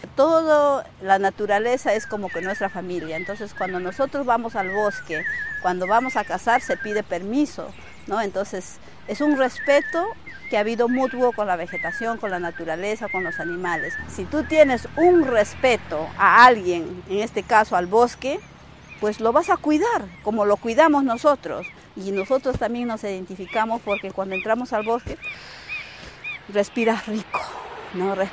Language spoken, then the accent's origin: Spanish; Oxapampa, Pasco, Peru; soy natural de Oxapampa, nací en Oxapampa, Sachopén, pero actualmente estoy viviendo en la comunidad de Nuevo Antonio, que está en Pasco también, en el distrito de Constitución.